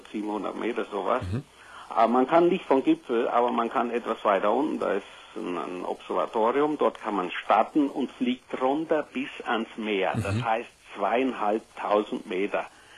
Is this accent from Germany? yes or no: yes; Southern Germany, Germany; Du wirst sicher hören, ich komme aus Süddeutschland und wir sind also viel in Bergen.